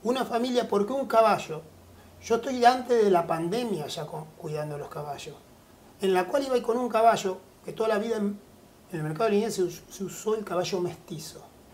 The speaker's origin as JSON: {"language": "Spanish", "town": "Cañuelas", "region": "Buenos Aires Province", "country": "Argentina", "tie": "born or raised there", "said": "Soy hijo de Cañuelas. En 1870 aproximadamente llega mi bisabuelo de ahí para adelante, mi abuelo tambero, mi padre tambero, y ahí seguimos las ramas toda la vida ligado al campo."}